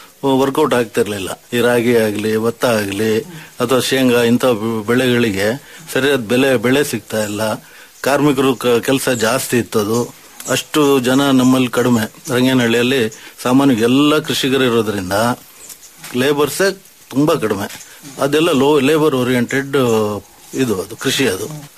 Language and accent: Kannada; Narasimharajapura, Karnataka, India; ನಾವು ಮೂಲತಃ ಅಂದ್ರೆ ಜಾಸ್ತಿ ನಾವು ಎನ್ನಾರ್ಪುರ ಮಲೆನಾಡು ಕಡೆಯವರು, ಮುಳುಗಡೆ ಭಾಗದವ್ರು.